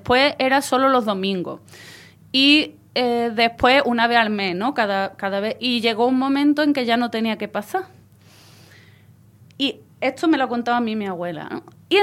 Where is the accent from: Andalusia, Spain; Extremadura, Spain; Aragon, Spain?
Andalusia, Spain; Ayamonte; yo soy de la Isla Canela, de la aldea de Punta del Mora, en la Isla Canela, en Ayamonte, en la frontera con Portugal.